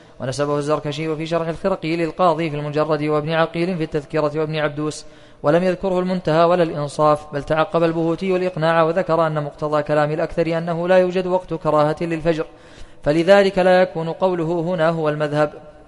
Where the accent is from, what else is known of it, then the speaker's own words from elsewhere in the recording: Saudi Arabia; فالتقويم عندنا في السعودية